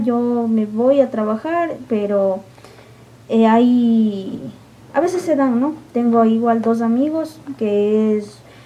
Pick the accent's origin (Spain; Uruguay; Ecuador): Ecuador; Cayambe, Pichincha; a mí siempre me ha gustado decir que soy de Cayambe, de donde mi mami es.